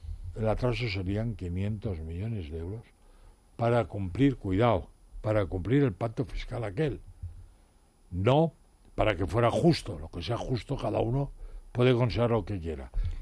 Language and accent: Spanish; Spain; creo que somos muchos españoles que están muy agradecidos